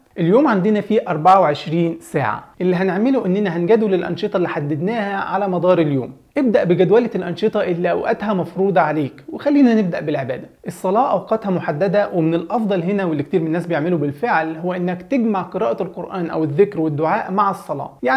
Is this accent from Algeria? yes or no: no; Egypt; عندنا في مصر بيقولوا إن حتى غير المسلمين بيحبوا رمضان،